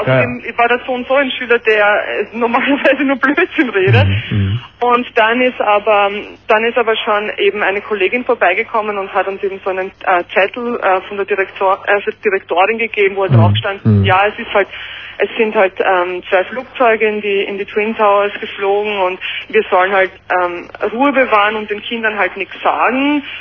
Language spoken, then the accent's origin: German; Austria; moved away as an adult; now in New York, United States; Ich wohne seit 3 Jahren schon in New York, bin ursprünglich aus Österreich